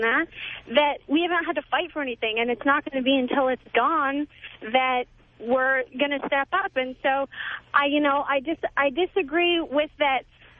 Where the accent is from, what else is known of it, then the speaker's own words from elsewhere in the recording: Washington, United States; Maybe they were. And I'm from Washington, and we have two female senators as well, Maria Cantwell and Senator Patty Murray.